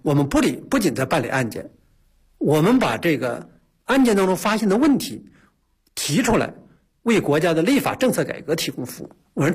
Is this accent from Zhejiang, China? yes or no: no; Hebei, China; 因为我在河北农村长大，一个非常贫穷的农村，